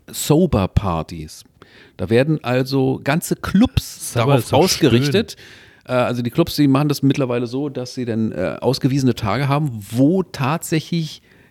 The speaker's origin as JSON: {"language": "German", "region": "Berlin", "country": "Germany", "said": "Dann sagen wir als Berliner, interessiert uns ein Scheißdreck."}